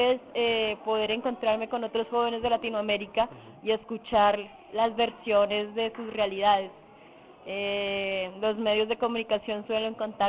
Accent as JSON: {"language": "Spanish", "country": "Colombia", "said": "vengo de Colombia"}